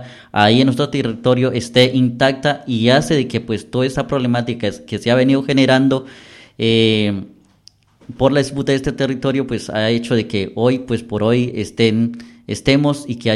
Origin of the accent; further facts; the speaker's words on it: Cauca, Colombia; A ver, pues yo vengo del departamento del Cauca, norte del departamento del Cauca, que pues es limita acá con el departamento del Valle, Chocó